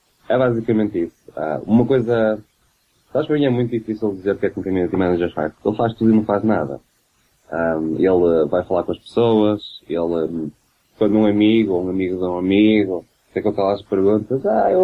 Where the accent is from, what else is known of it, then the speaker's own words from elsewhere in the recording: Porto, Norte, Portugal; Agora, eu sou do Porto, caralho.